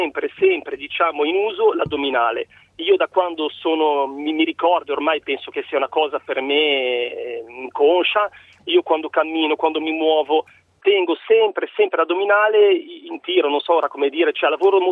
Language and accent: Italian; Genoa, Liguria, Italy; Poi da buon genovese, ahimè, anche la focaccia ho dovuto cominciare un po' ad abbassarne